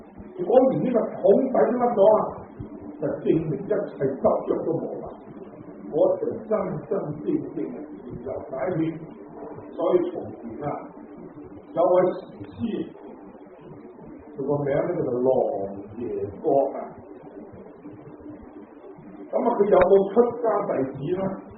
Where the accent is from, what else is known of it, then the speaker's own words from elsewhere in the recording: Guangdong, China; 我哋中意食油条啊，即系我哋广东人话叫油炸鬼。